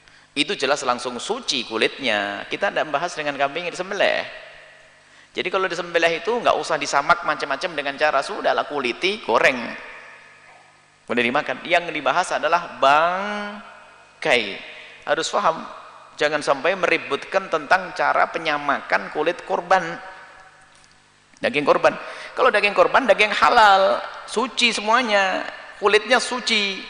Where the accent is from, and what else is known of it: Java, Indonesia